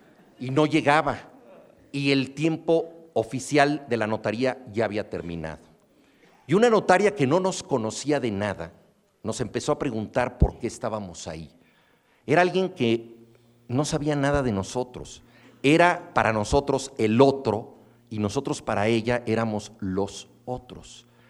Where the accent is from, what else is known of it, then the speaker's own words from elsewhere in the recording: Mexico; como buenos mexicanos, nosotros sabíamos que queríamos darle un rango épico a la impuntualidad